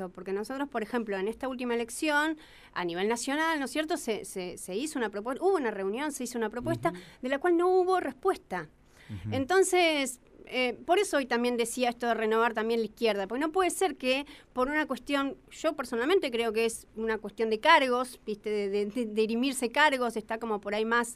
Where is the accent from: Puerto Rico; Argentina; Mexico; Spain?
Argentina; General Pico, La Pampa; Yo soy de General Pico.